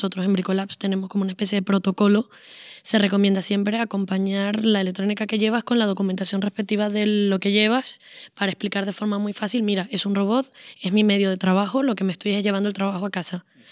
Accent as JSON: {"language": "Spanish", "country": "Venezuela", "moved": "yes", "said": "mi manera de sobrevivir como venezolana fuera de Venezuela es aislarme absolutamente de la información"}